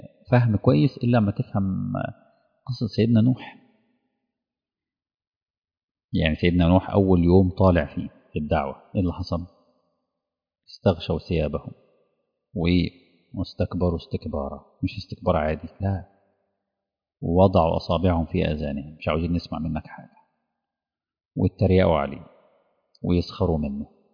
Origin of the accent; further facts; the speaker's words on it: Egypt; بتشوفوا الحاجات دي موجودة في عندنا في مصر